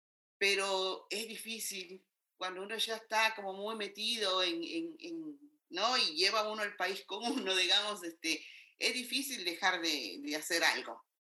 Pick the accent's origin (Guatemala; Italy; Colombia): Guatemala; also born or lived in New York, United States; now in Argentina; salí muy joven de Guatemala y creo que eso me nutrió muchísimo